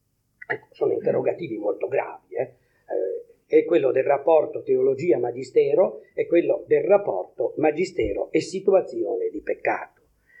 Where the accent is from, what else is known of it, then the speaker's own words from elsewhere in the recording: La Spezia, Liguria, Italy; now in Naples, Italy; io sono uno spezzino trapiantato a Napoli, sono della Spezia, nessuno è senza difetti, no?